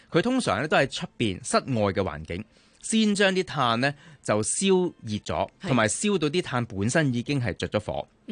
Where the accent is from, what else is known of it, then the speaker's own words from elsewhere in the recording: Hong Kong; 我哋香港人中意食嘅燒雞翼，燒牛扒